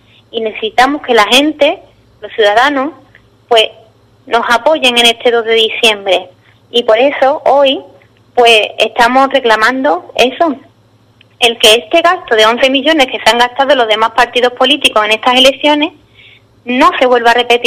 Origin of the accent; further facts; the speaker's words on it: Andalusia, Spain; somos españoles y todos los españoles tienen los mismos derechos. No podemos estar en Andalucía con menos derechos que en otras comunidades autónomas.